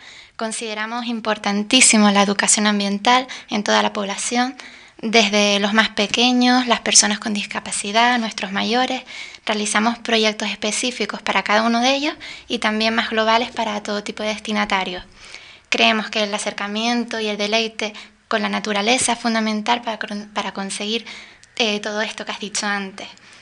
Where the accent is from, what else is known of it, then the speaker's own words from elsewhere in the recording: Canary Islands, Spain; Y sobre todo en unas islas como las Canarias, en donde la economía se sustenta principalmente en el turismo. En mi opinión, los turistas vienen buscando nuestro clima, nuestros paisajes y ecosistemas tremendamente diversos y ricos